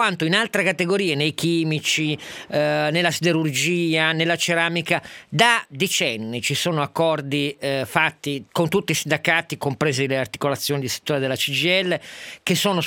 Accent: Turin, Piedmont, Italy; lo dico da torinese

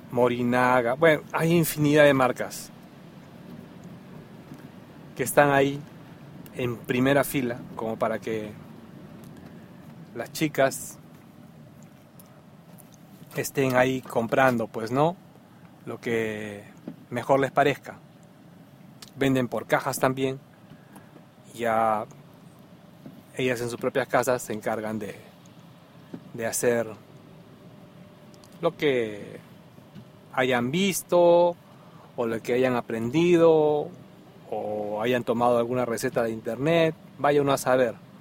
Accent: Peru; moved away; por lo menos en mi tierra natal, Perú, el día de los enamorados era el día

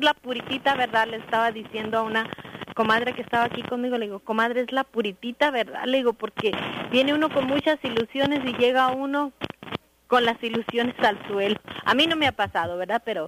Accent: Mexico City, Mexico; Me da mucho gusto que tenga a mi paisano … porque yo soy del Distrito Federal.

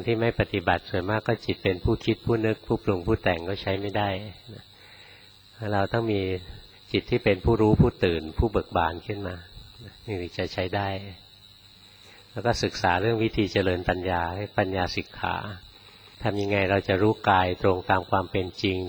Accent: Bangkok, Thailand; เราคนกรุงเทพเกิดกรุงเทพไปภาวนาในวัดป่าครั้งแรกๆนะ

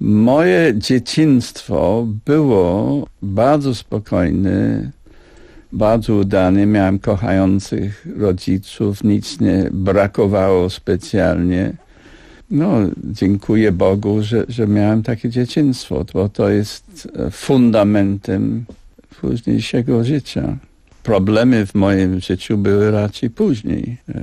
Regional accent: United Kingdom; Polish is a second language; Ale ja jestem Brytyjczykiem. Ja całe życie żyję w tym państwie, Królestwie Zjednoczonym, który jest jeden krok od śmierci.

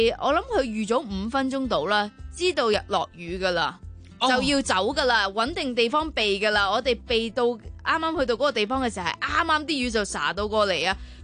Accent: Hong Kong; 睇嚟我哋香港人都要多啲望下個天

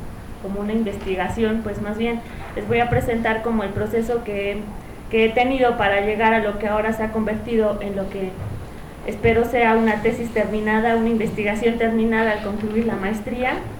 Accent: Hidalgo, Mexico; las mujeres de la región de donde soy, que es del Valle del Mezquital

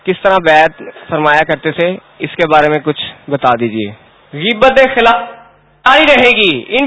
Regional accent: Lahore, Punjab, Pakistan; اور میں لاہور سے تعلق رکھتا ہوں.

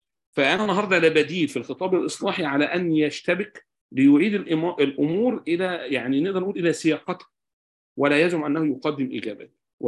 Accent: Egypt; إحنا عندنا في مصر التشريعات تتجاوز 50,000 مادة تشريعية

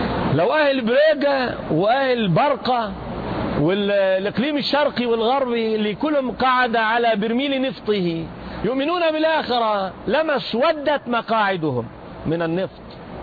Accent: Jerusalem, Palestine; عندنا في فلسطين في الأرض المقدسة نسميها العقيدة

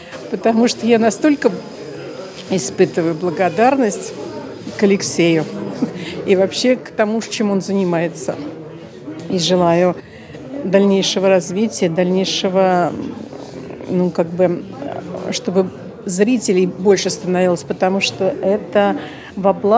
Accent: Nizhny Novgorod, Nizhny Novgorod Oblast, Russia; Я из Нижнего Новгорода.

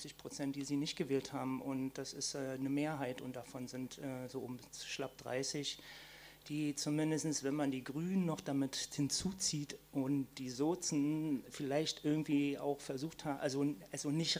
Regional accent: East Germany, Germany; born there; ich bin schon ein bisschen älter, ich bin 1964 geboren in der DDR und komme aus einer kommunistischen Familie

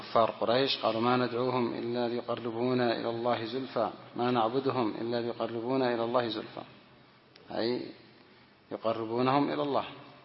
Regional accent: Yemen; هذا من أجهل الناس، موجود عندنا في اليمن

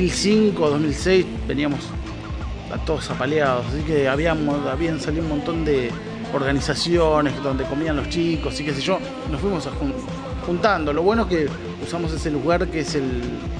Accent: Merlo, Buenos Aires Province, Argentina; El oeste nos va juntando todos, somos todos de Burlingame, Merlo, claro.

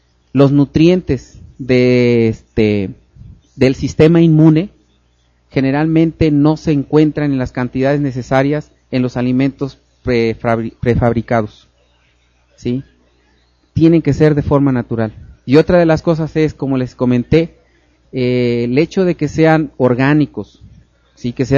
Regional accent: Veracruz, Mexico; Pues sí, porque yo soy veracruzano, ¿eh?

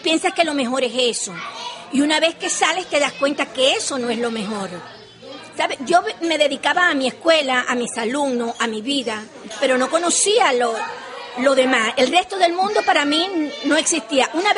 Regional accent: Cuba; me siento tan cubana y tengo mis raíces tan profundas que en un futuro, no sé... Quisiera ir a morir a mi tierra, pero bueno, allí crecí, allí hice mi secundaria, mis estudios primarios, me gradué de universidad

